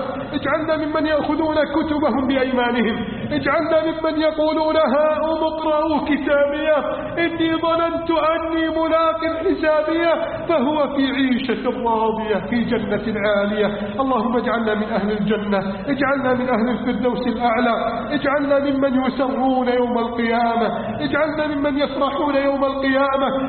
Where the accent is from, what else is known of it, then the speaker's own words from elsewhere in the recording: Egypt; اللهم احفظ بلدنا مصر من كيد الكائدين وحقد الحاقدين وتربص المجرمين